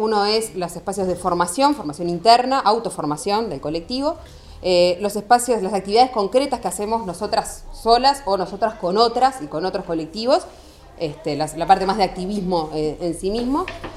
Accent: Montevideo, Uruguay; now in La Plata, Argentina; Yo soy de Uruguay, de Montevideo, soy del colectivo feminista Minervas, estoy viviendo en La Plata

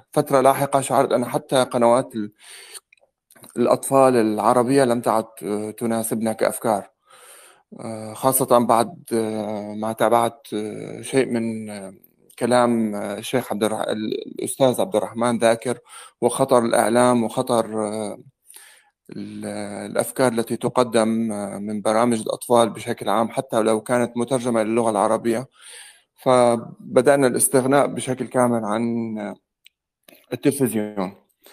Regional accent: Syria; moved away as an adult; now in France; أنا سوري عايش في فرنسا منذ 14 سنة. أتيت هنا في عام 2008 من أجل تحصيل الدكتوراه،

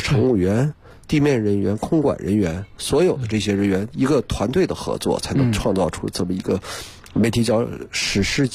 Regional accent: Harbin, Heilongjiang, China; 我是哈尔滨人

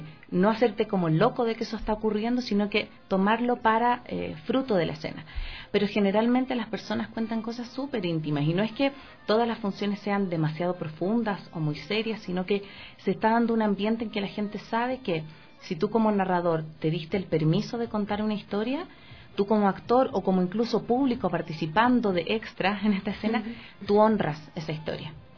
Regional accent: Chile; Yo participé durante 4 años, tuve el honor de participar en una compañía en Santiago, y soy de Chile

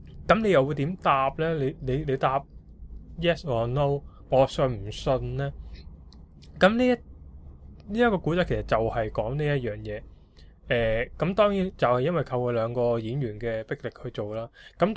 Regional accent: Hong Kong; 因為我哋香港人啦，我哋睇開佢做一啲廣東話嘅戲啦

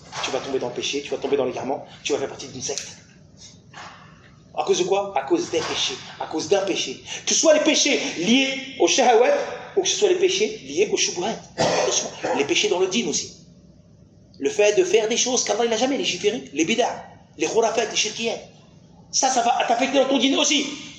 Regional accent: France; Surtout nous, hein, les francophones, on vient de France.

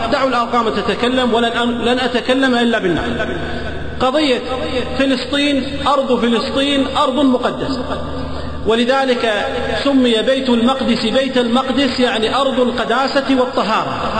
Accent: Kuwait

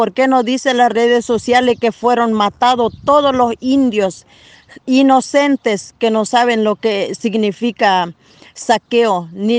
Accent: Roque Sáenz Peña, Chaco, Argentina; Somos de acá de Roque Sáenz Peña.

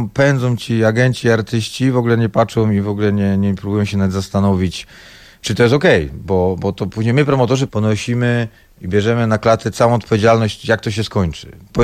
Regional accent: Silesian Voivodeship, Poland; no my jako Ślązacy z krwi i kości

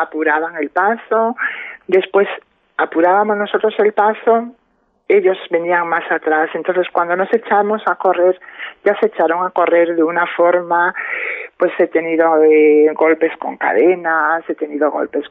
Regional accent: Padrón, Galicia, Spain; Yo he tenido que salir con 18 años, 19 años, me fui de Padrón, me fui a Santiago, empecé a vivir mi vida sola

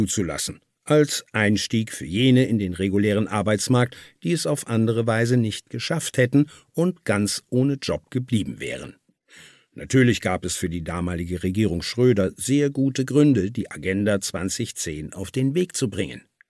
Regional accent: Cologne, North Rhine-Westphalia, Germany; Man sieht die Misere zum Beispiel in meiner Heimatstadt Köln.

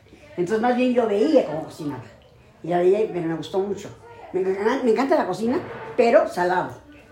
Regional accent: Mexico City, Mexico; born there; Nací en México el 27 de mayo de 1944, en la colonia de los Doctores.

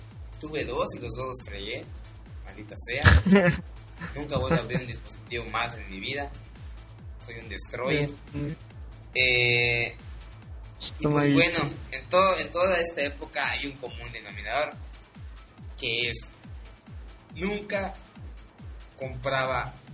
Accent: Mexico; No, soy el único mexicano, muchos somos así.

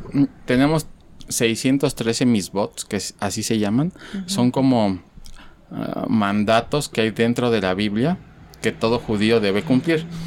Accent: Mexico; now in Guadalajara, Mexico; yo vengo de México, realmente tengo 1 año y medio, 2 años en Guadalajara

